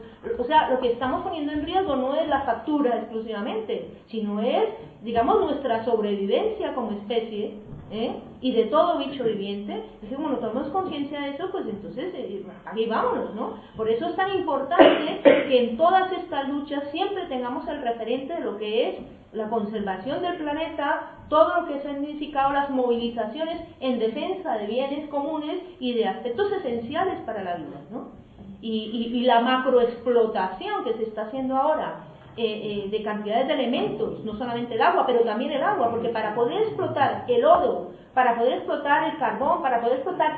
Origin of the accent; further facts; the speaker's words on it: Colombia; yo vengo de Colombia y allí se está extrayendo de todo: uranio, níquel, oro, de todo.